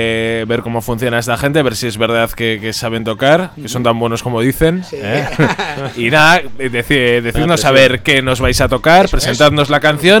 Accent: Bilbao, Basque Country, Spain; yo soy de Bilbao, ya sabes...

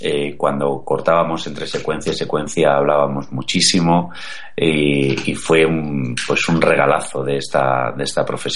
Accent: Madrid, Community of Madrid, Spain; yo soy de Madrid, no tengo nada que ver con Andalucía

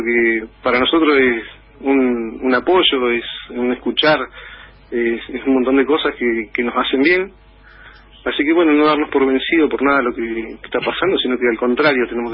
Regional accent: Argentina; mucha gente que queremos un país mejor y que queremos seguir siendo más argentino.

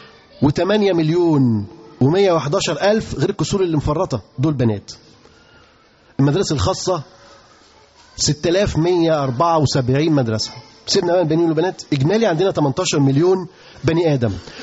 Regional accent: Egypt; انتوا عارفين في كام طالب عندنا في مصر بيتعلم؟

